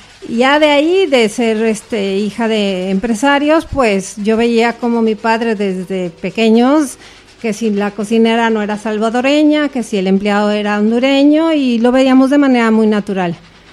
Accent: Mexico; born there; Yo soy mexicana de nacimiento. De hecho, tengo raíces españolas. Mi abuelo era soriano

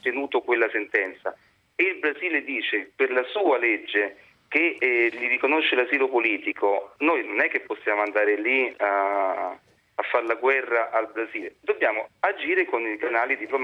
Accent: Rome, Lazio, Italy; sono di Roma, quindi aridateci

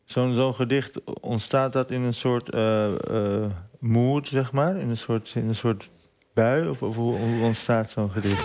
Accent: Netherlands; born there; Ik ben geboren in Nederland

